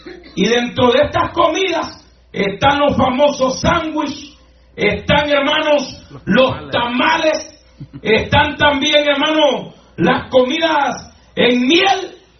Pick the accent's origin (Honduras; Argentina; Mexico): Honduras; Yo voy a hablar de mi país de origen, de Honduras.